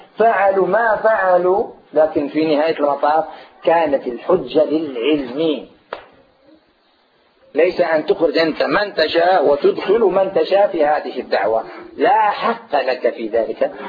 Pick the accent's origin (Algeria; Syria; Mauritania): Algeria; also born or lived in Medina, Saudi Arabia; في بداية الهجرة نتاعي التي هاجرت فيها من هنا من الجزائر إلى المدينة المنورة